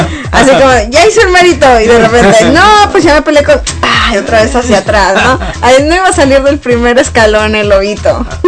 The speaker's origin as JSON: {"language": "Spanish", "country": "Mexico", "said": "obviamente los tres somos mexicanos y conocemos de la cultura mexicana"}